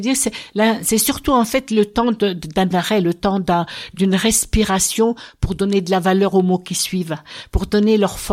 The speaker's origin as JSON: {"language": "French", "town": "Golbey", "region": "Grand Est", "country": "France", "said": "j'ai fait toute ma carrière en Alsace, mais je suis originaire de Golbey dans les Vosges, donc je suis revenue il y a 3 ans dans les Vosges"}